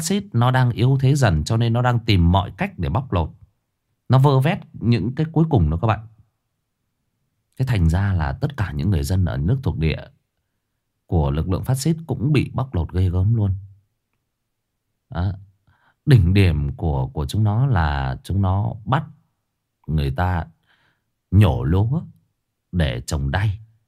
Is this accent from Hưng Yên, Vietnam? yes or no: yes; Hưng Yên, Vietnam; tôi thì nói thật với anh chị em là quê tôi Hưng Yên, nó ngay gần Thái Bình thôi.